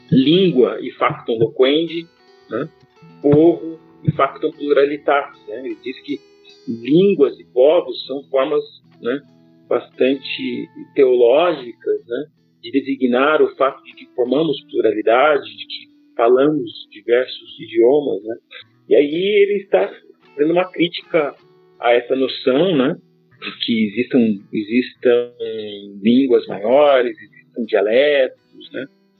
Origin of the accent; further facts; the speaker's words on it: Guarapuava, Paraná, Brazil; born there; da região de onde eu nasci, que é a região de Guarapuava, chamados Campos de Guarapuava